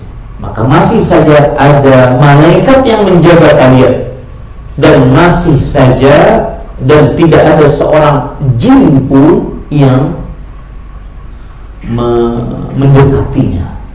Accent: South Kalimantan, Indonesia; Kalau di kampung saya di Kalimantan Selatan ada namanya hantu kuyang

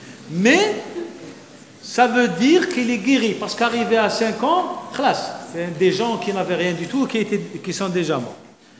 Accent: Algeria; Chez nous, en Algérie, il y a beaucoup plus de petites cellules.

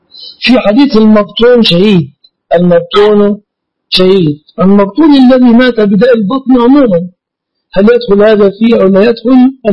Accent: Egypt; يعني عندنا في مصر المؤخر

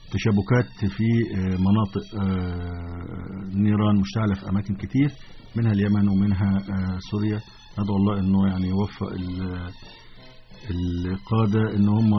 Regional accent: Egypt; امنياتنا احنا كشعب مصري او كشعب عربي من الزيارة

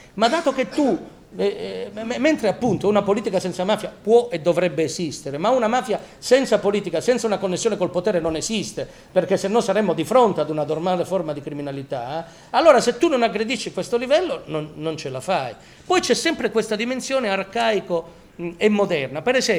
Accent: Calabria, Italy; sono calabrese pure

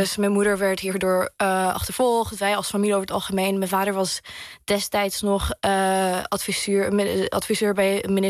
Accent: Syria; de goede momenten die wij als mensen, als Syriërs hebben gehad in onze nieuwe landen. Maar ook in onze thuisland en onze moederland.

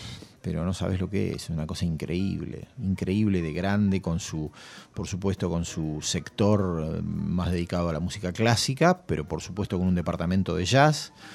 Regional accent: General Pico, La Pampa, Argentina; Claro, porque en mi ciudad natal, en General Pico, las calles tienen nombres, pero tienen números.

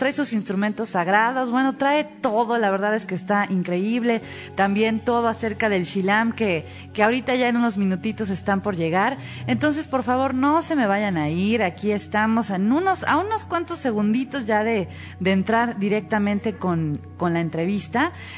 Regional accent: Mexico; nosotros que somos mexicanos.

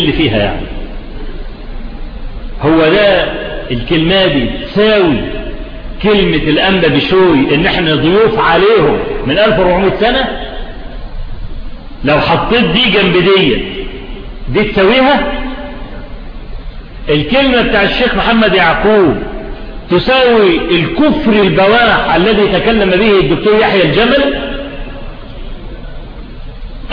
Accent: Egypt; ان الفضائيات عندنا في مصر فتحت تونس

